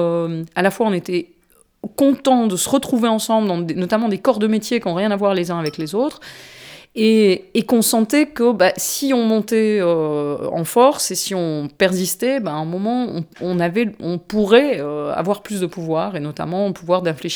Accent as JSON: {"language": "French", "region": "Brussels", "country": "Belgium", "said": "D'autant que moi, je suis une urbaine. Hein. Je suis de Bruxelles."}